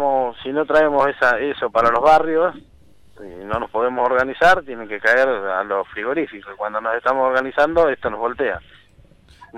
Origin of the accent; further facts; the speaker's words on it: Chascomús, Buenos Aires Province, Argentina; A nosotros, los que vinimos de Chascomús, no tenemos esa traba